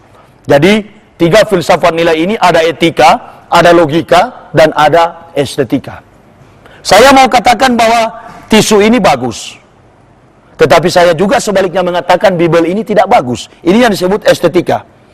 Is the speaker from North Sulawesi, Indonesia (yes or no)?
yes; Sangihe, North Sulawesi, Indonesia; Di Sanger, tempat kelahiran saya, kampung halaman saya